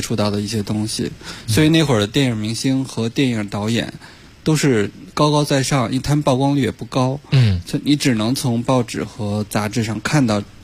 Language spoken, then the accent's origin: Chinese; Beijing, China; 其实我虽然是我是北京人，但是、嗯、其实我是听粤语歌长大的